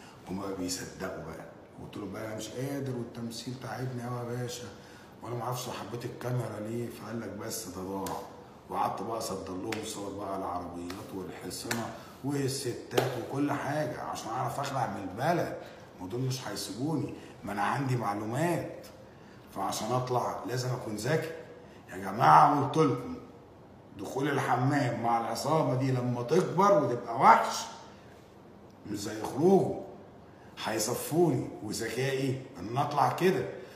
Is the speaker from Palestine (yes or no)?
no; Egypt; انا بقى مصري واعرف ادافع عن عيالي كويس ازاي